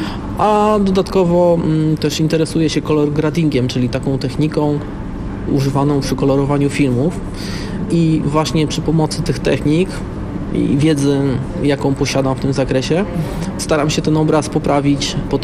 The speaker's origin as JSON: {"language": "Polish", "town": "Warsaw", "region": "Masovian Voivodeship", "country": "Poland", "tie": "born there", "said": "ponieważ jestem z Warszawy z urodzenia"}